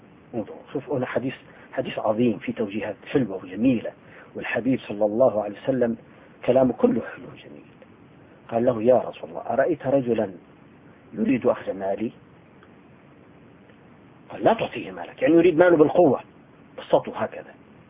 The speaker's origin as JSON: {"language": "Arabic", "town": "Tartus", "region": "Tartus Governorate", "country": "Syria", "said": "يعني أنا من طرطوس، تعرفون ما معنى طرطوس؟"}